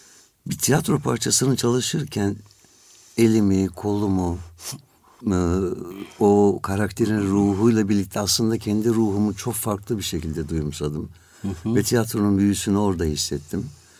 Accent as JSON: {"language": "Turkish", "region": "Antalya", "country": "Turkey", "tie": "born or raised there", "lives_now": "Istanbul, Turkey", "said": "1959 yılında Antalya'da doğdum. Liseyi, ilkokulu, ortaokulu Antalya'da bitirdim. Sonra İstanbul Devlet Konservatuarı'na girdim."}